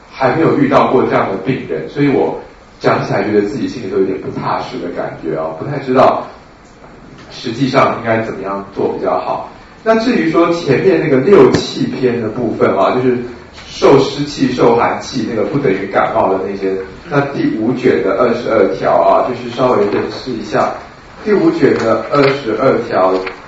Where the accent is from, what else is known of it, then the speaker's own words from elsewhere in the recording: Taiwan; 还是说我们台湾人都讨厌啊？